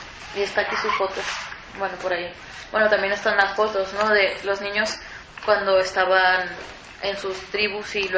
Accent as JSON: {"language": "Spanish", "country": "Mexico", "said": "yo soy mexicana, soy fronteriza"}